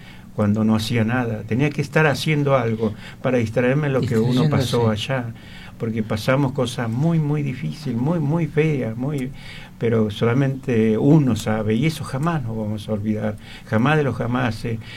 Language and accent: Spanish; Santiago del Estero, Argentina; also born or lived in Buenos Aires; yo nací en Capital Federal, pero a los 2 años me llevaron a Santiago del Estero. Pero Santiago del Estero en el campo, no en la ciudad, en el campo.